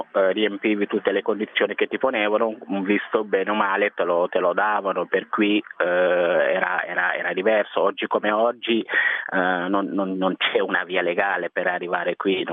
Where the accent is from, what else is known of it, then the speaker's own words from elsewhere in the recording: Senegal; moved away as an adult; now in Italy; sono nato e cresciuto in Senegal fino all'età di 19 anni, quindi a 19 anni sono venuto qui in Italia.